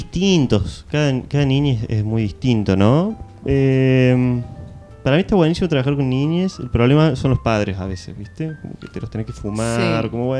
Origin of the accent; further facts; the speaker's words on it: Córdoba, Argentina; Vivo en Córdoba, nací en Córdoba. Es el lugar que más he habitado